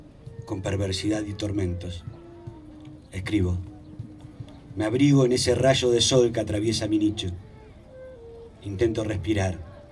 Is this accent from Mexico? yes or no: no; José León Suárez, Buenos Aires Province, Argentina; Por eso vuelvo a agradecer a mi amigo John por hacer visible a mi pueblo, por hacer visible a la Carcova, por hacer visible a José León Suárez, por hacer visible a San Martín.